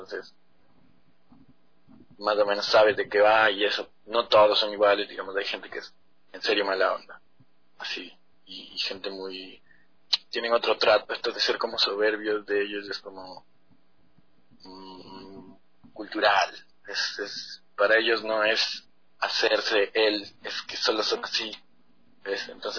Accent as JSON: {"language": "Spanish", "country": "Ecuador", "said": "nosotros como ecuatorianos no nos llega esa información"}